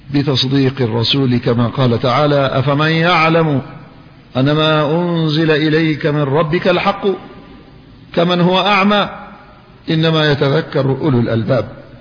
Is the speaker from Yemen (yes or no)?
yes; Yemen; وأذكر بأن الحكومة اليمنية هي المعنية بالدفاع عن مواطنيها، وأنا مواطن يمني